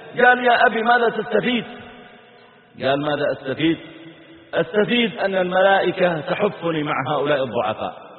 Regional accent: Mazal, Saudi Arabia; وأذكر أن في قريتنا عندنا قرية على طريق مكة اسمها مزعل، قرية صغيرة،

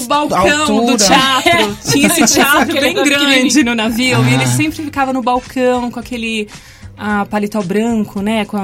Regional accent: Guarulhos, São Paulo, Brazil; Sim, eu sou paulista. Eu sou paulista e sou de Guarulhos.

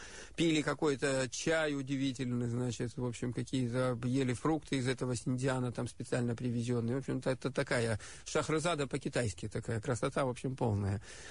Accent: Far East, Russia; also born or lived in Khabarovsk / Kamchatka / Vladivostok / Blagoveshchensk; Я с Дальнего Востока. Я прожил, родился и прожил первую часть жизни на Дальнем Востоке. Родился под Комсомольском на Амуре, жил в Хабаровске, заканчивал школу на Камчатке, учился во Владивостоке и жил еще какое-то время в Благовещенске.

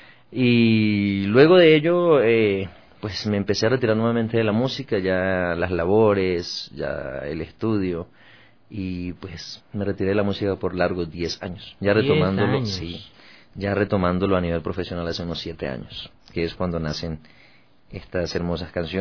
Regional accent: Cauca, Colombia; porque yo soy del Cauca, y el Valle del Cauca es otro departamento, ¿no?

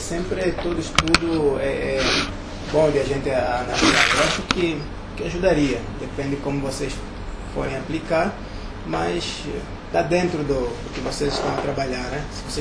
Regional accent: Huambo, Angola; eu sou do AMBO, e o AMBO, ele tinha uma grande oportunidade de ser muito

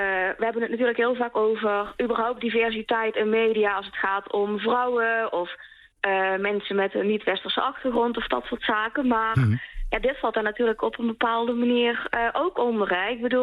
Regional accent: Limburg, Netherlands; En waarschijnlijk hoor je het wel, maar ik kom uit Limburg.

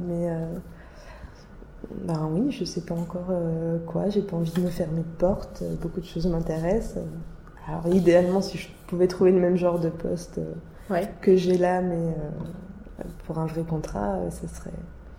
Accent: Nancy, Grand Est, France; Ouais, je viens de Nancy, en fait, à la base.

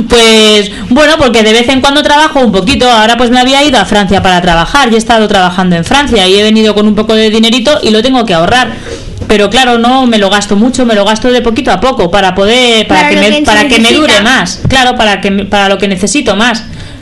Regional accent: Madrid, Community of Madrid, Spain; born there; Pero yo he nacido en Madrid.

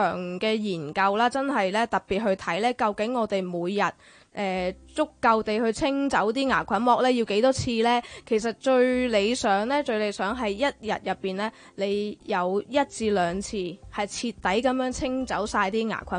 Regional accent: China; 譬如我哋中國人啦，中意損骨，中意食硬嘢啊

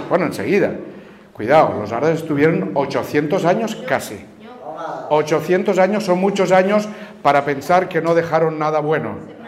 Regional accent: Tarragona, Catalonia, Spain; Yo mismo soy catalán, yo procedo de Tarragona, yo hablo catalán, hablo francés también, hablo italiano también

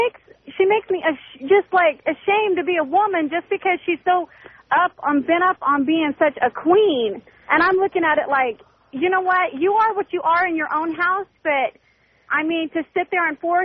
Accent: United States; But in my opinion, I'm proud that I'm an American.

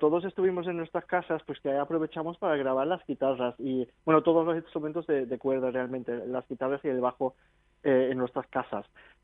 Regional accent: Germany; empezamos en el 2000 en Alemania, que yo soy natural de Alemania

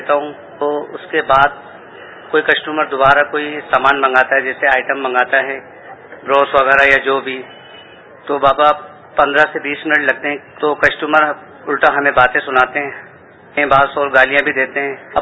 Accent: Karachi, Sindh, Pakistan; میرا تعلق کراچی شہر سے ہے, میں ایک مقامی ہوٹل پہ کام کرتا ہوں.

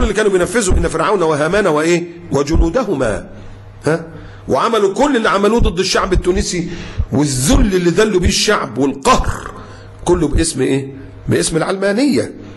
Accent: Egypt; واللي كان بيحصل برضو عندنا في مصر

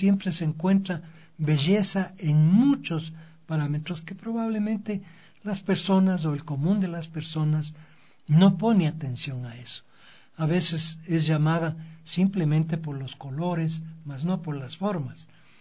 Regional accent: Quito, Pichincha, Ecuador; yo como quiteño, como ecuatoriano, no puedo entrar a la compañía a fotografiar.

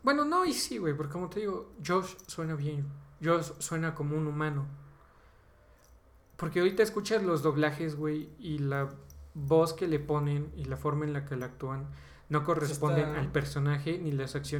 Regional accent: Mexico; Porque soy mexicano, simplemente tengo que hablar con un ligero acento español.

